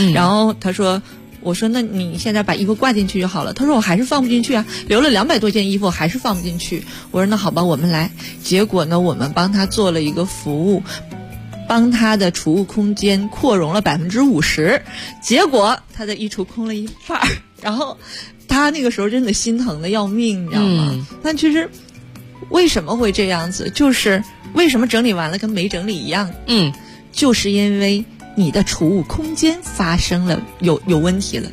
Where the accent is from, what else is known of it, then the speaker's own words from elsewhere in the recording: Beijing, China; 我们北京人